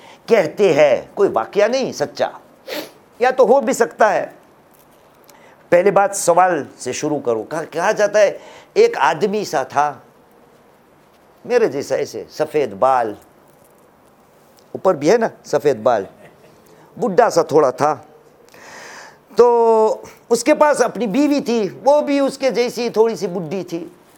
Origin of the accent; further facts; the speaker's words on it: India; ہاں, یہ ہمارا ہندوستان ہے عزیز, ہندوستان ہمارا وطن ہے